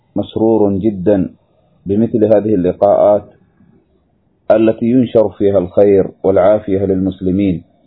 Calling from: Yemen; اضطررنا للتسجيل بسبب ضعف الشبكة عندنا في اليمن

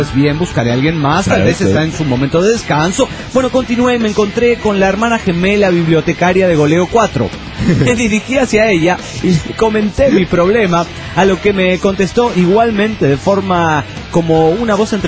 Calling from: Toluca, State of Mexico, Mexico; Hola, ¿cómo están? … de Toluca, México.

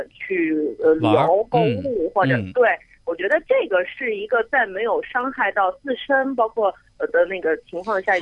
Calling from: Xi'an, Shaanxi, China; 我来自西安。

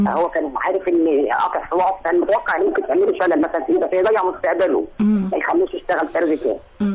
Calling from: Alexandria, Alexandria Governorate, Egypt; انا من اسكندريه

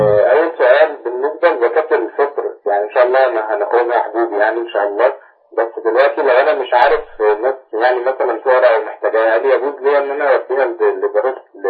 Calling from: Tanta, Gharbia, Egypt; انا احنا هنا من طنطا مثلا

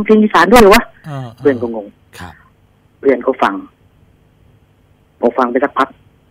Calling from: Bangkok, Thailand; ผมโทรจากกรุงเทพครับ

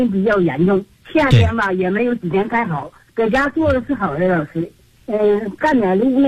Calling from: Changchun, Jilin, China; 咱就是长春的老师。

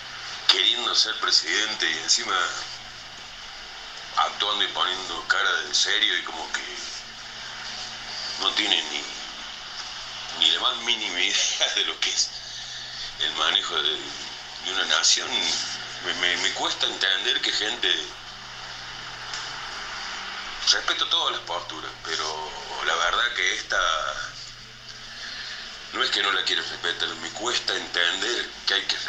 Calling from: Córdoba, Argentina; de Córdoba Capital. Siempre los escucho.

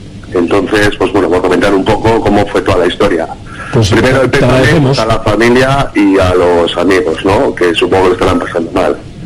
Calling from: Bilbao, Basque Country, Spain; de Bilbao.

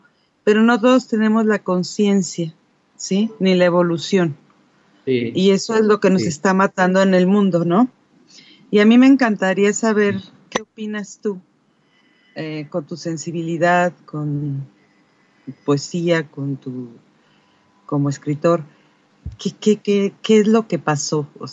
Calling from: Mexico; aquí de México. Me encanta.

